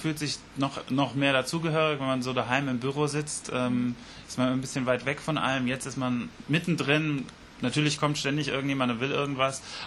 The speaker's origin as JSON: {"language": "German", "town": "Wiesbaden", "region": "Hesse", "country": "Germany", "tie": "born or raised there", "said": "Genau, ich bin in Wiesbaden geboren, so ein sogenannter Biebricher Bub, also hier im Stadtteil Biebrich aufgewachsen, Großeltern schon aus Wiesbaden."}